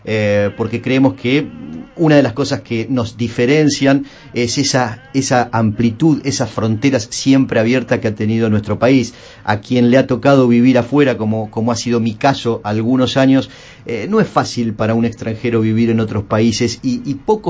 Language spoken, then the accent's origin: Spanish; Argentina; yo me siento plenamente orgulloso de este ser argentino